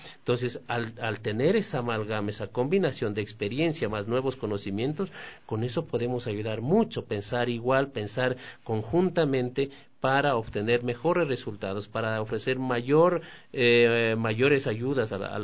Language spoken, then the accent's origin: Spanish; Guaranda, Bolívar, Ecuador; born there; Y le decíamos, yo nací en Guaranda, entonces decíamos, éramos vecinos.